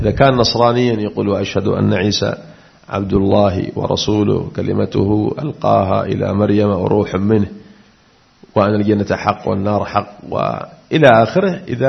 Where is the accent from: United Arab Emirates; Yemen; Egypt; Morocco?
Yemen; Aden; وقد أثيرت مسألة عندنا في عدن في بعض المناطق